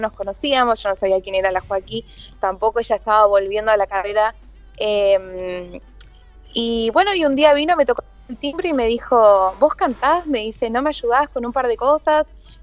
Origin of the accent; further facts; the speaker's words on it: San Justo, Buenos Aires Province, Argentina; Yo soy, bueno, soy del oeste, soy de San Justo.